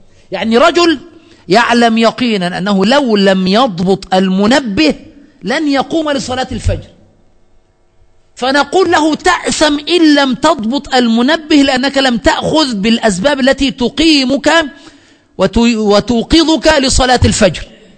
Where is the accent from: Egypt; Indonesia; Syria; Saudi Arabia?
Egypt; هنا من الأمور السيئة التي وجدت عندنا في مصر